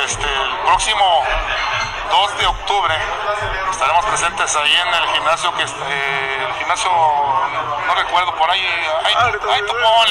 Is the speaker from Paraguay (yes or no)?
no; Guadalajara, Jalisco, Mexico; Yo soy de Jalisco, ahora sí dice la canción, soy de Jalisco, soy de Guadalajara.